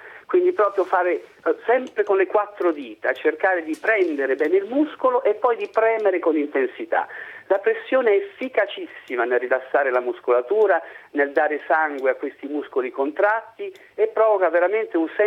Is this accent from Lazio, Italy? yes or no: yes; Rome, Lazio, Italy; Magari io romano abituato a stare ore e ore nel traffico di Roma